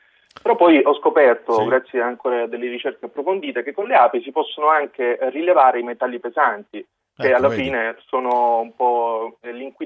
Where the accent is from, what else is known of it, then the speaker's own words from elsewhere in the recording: Apulia, Italy; perché sono venuto qui, sono pugliese, sono stato universitario